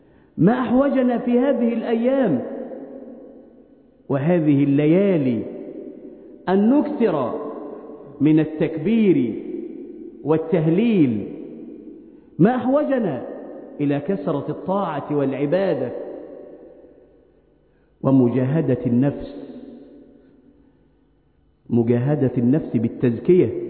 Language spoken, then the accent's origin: Arabic; Egypt; اللهم احفظ بلادنا مصر من كل مكروه وسوء